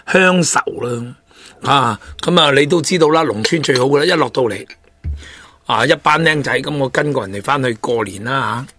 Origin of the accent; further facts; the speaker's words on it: Hong Kong; 对于深圳嚟讲或者我对于我哋香港人嚟讲都系高收入人士